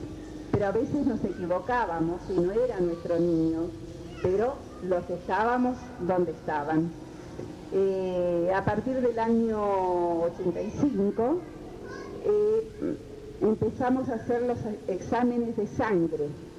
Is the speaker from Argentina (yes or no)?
yes; Argentina; Al menos así es en mi país, en Argentina.